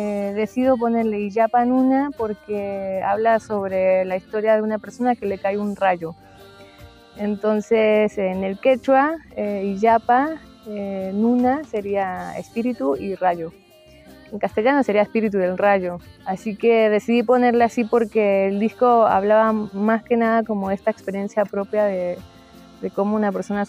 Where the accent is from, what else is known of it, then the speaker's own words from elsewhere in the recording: Mexico; now in Argentina; hoy vivo acá en Tras la Sierra, en Argentina, aunque soy mexicana.